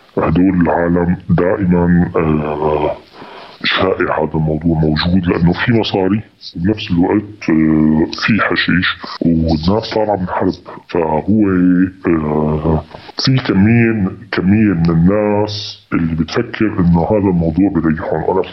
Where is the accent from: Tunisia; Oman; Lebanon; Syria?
Syria; Damascus, Damascus Governorate; moved away as an adult; now in Antakya, Turkey; أنا بالأساس من مدينة بريف حما، بس ولدت وعشت بدمشق. بيتي بدمشق لآخر 2011. بآخر 2011 طلعت على واحدة من الدول العربية. بعدها جيت باتجاه تركيا، جيت على أنطاكيا واستقريت هناك.